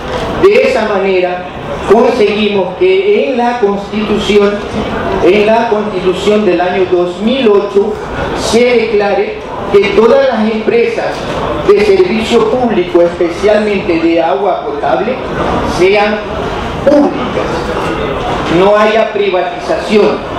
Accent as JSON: {"language": "Spanish", "town": "Guayaquil", "region": "Guayas", "country": "Ecuador", "said": "yo soy de Guayaquil, el país del cual vengo es Ecuador."}